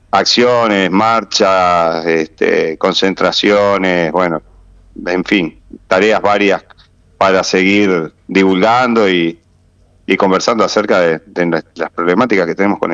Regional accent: Santa Lucía, Canelones, Uruguay; yo en particular vivo en Santa Lucía, la mayoría de quienes estamos en la asamblea somos oriundos de Santa Lucía

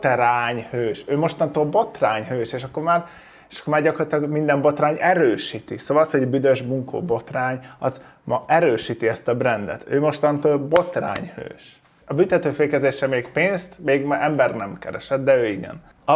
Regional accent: Hungary; Mondjuk vidéken köszönök, mert kisfaluban lakunk 1000 ember, és hát nem lakok ott, de hogy onnan származom, de Budapesten.

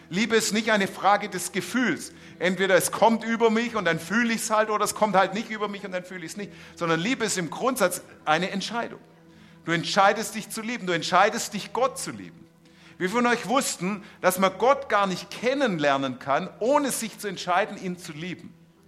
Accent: Stuttgart, Baden-Württemberg, Germany; Ich bin da ja aufgewachsen in Untertürkheim.

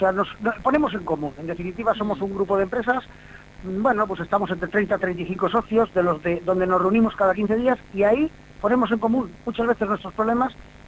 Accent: Elche, Valencian Community, Spain; Yo soy de Elche, vivo en Elche, nací en Alicante

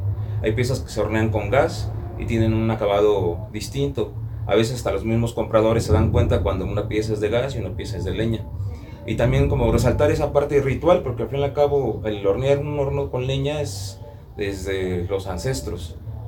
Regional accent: Metepec, State of Mexico, Mexico; Soy alfarero aquí de Metepec, Estado de México.

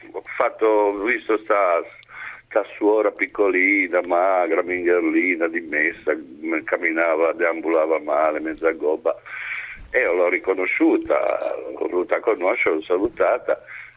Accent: Genoa, Liguria, Italy; Sono genovese

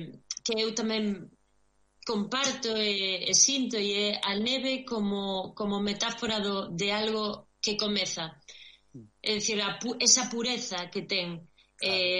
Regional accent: Vigo, Galicia, Spain; now in Monforte de Lemos, Spain; aínda que son de Vigo, e, bueno, ahora mismo estou vivindo en Monforte de Lemos.

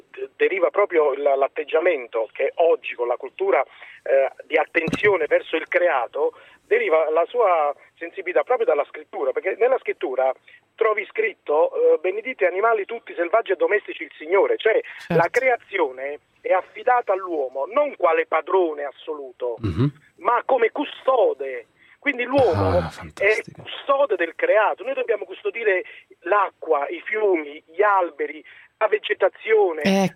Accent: Naples, Campania, Italy; Grazie di Dio sono napoletano.

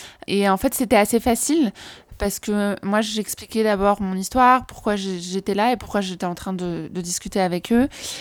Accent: France; il faudrait que je le fasse chez moi, en France

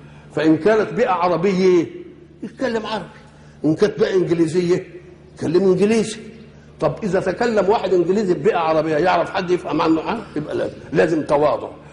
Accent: Egypt; أنا مصري،

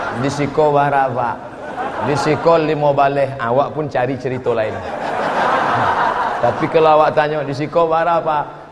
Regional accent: Riau, Indonesia; saya dari Riau.

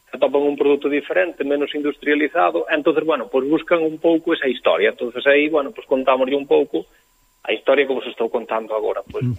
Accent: Galicia, Spain; E nós somos galegos, pero somos españoles tamén.

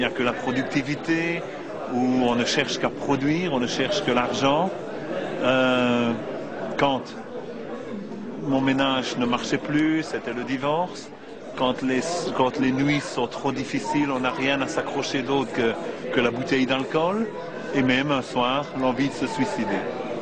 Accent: Belgium; Je suis origine de la Belgique, d'un petit village au sud de Bruxelles.

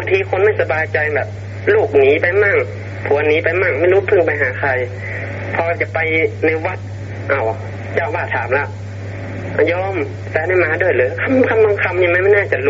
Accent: Chiang Mai, Thailand; ผมเป็นคนเชียงใหม่

